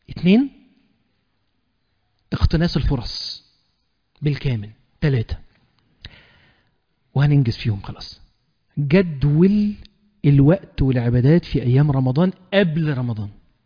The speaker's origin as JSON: {"language": "Arabic", "country": "Egypt", "said": "واحنا كمصريين بنموت ان احنا نحشي اي حاجة شايفينها"}